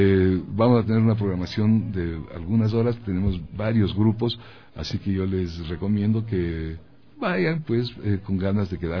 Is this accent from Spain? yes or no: no; Ecuador; cómo somos los ecuatorianos en este momento, en este siglo XXI, en este 2018